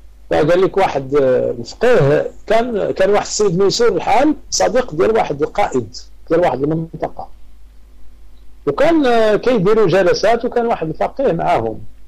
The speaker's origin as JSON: {"language": "Arabic", "country": "Morocco", "said": "تعرف العاده عندنا في المغرب تيديروا صدقه في الليل ولا في اليوم الموالي"}